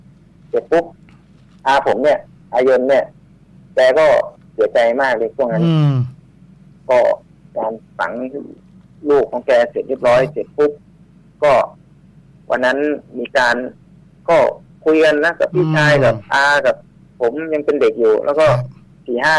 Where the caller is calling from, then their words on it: Phra Khanong, Bangkok, Thailand; พระโขนงครับพี